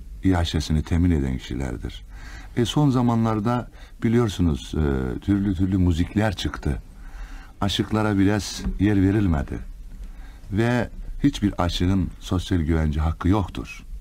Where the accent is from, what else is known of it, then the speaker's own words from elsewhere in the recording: Kars, Turkey; born there; 1940 yılında Kars'ta doğdum.